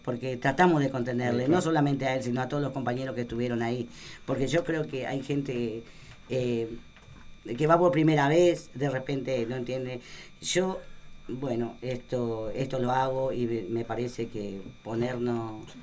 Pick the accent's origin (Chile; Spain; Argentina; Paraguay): Argentina; yo creo que hubiese estado bueno como policía, como argentino, preguntar